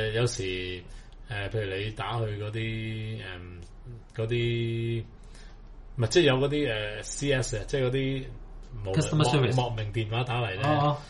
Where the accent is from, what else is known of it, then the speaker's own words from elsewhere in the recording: Hong Kong; 呢個 form 呢反而係我哋香港人嘅原創音樂欠缺咗